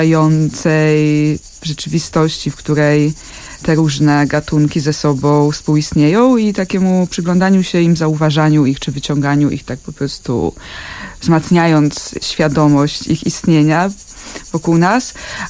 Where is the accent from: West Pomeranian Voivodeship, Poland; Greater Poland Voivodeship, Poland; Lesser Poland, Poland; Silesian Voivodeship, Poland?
Silesian Voivodeship, Poland; Dąbrowa Górnicza; Ponieważ pochodzę z Dąbrowy Górniczej, z takiego osiedla robotniczego spod Huty Katowice.